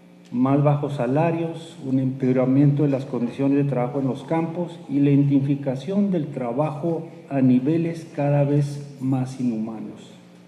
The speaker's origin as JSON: {"language": "Spanish", "region": "New Mexico", "country": "United States", "said": "en la región de donde vengo, en el caso, por ejemplo, de la cosecha de chile de Nuevo México"}